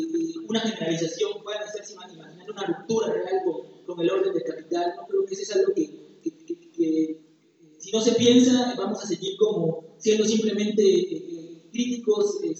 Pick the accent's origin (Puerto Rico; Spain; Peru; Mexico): Mexico; Huajuapan, Oaxaca; vengo de la ciudad de Huacuapan.